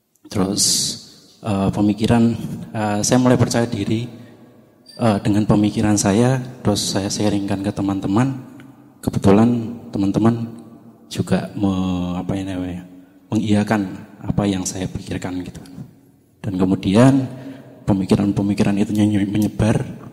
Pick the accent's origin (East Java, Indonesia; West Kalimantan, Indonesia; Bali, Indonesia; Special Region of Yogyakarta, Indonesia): Special Region of Yogyakarta, Indonesia; Bantul; now in Sleman, Indonesia; saya dari Bantul, tapi kebetulan domisili di Sleman.